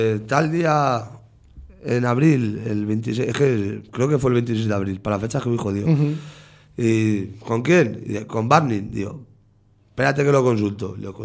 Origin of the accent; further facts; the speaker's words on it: Villarrobledo, Castilla-La Mancha, Spain; also born or lived in Cuenca; yo por decisión de mi madre yo nací en Cuenca, uh-huh. Pero yo me crié en Villarrobledo y yo soy troyano 100%.